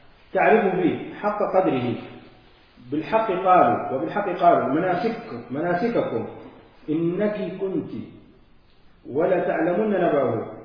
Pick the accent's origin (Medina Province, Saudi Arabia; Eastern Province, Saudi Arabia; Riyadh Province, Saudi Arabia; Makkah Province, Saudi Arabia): Medina Province, Saudi Arabia; Medina; accent: Hijazi; هنا أهل الحجاز يعني لهجتنا في المدينة